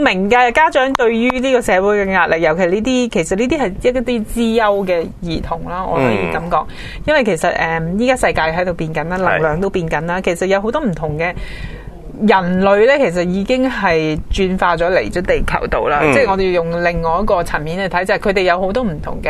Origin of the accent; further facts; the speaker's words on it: China; 但係好奇怪喎，我哋中國人呢，尤其外國都係嘅